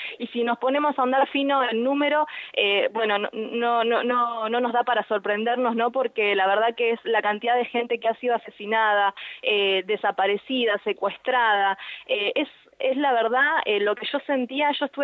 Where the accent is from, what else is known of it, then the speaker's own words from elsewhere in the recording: Argentina; y nosotros como argentinos también debemos empezar a tomar conciencia